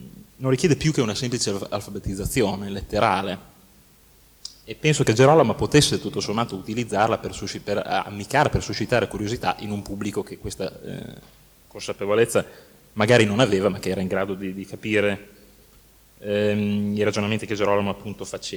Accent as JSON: {"language": "Italian", "town": "Bologna", "region": "Emilia-Romagna", "country": "Italy", "said": "sono di Bologna."}